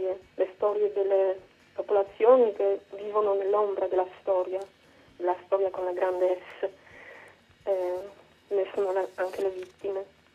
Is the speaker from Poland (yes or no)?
yes; Poland; ho cominciato a camminare sul confine del mio paese, la Polonia, dal sud al nord